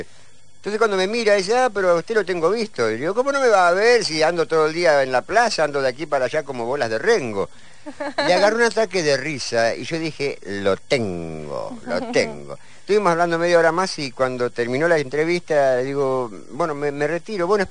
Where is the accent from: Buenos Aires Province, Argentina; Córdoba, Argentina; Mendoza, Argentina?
Buenos Aires Province, Argentina; Don Torcuato; Todos los que somos de Torcuato, que estamos acá, son salvajes.